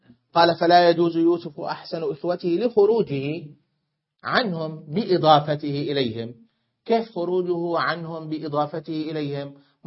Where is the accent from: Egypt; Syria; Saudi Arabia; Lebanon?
Syria; فالحمصيون كسوري أقول